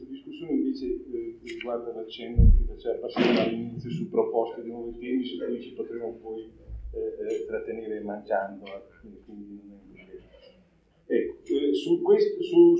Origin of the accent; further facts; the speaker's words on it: Emilia-Romagna, Italy; quindi io sono emiliano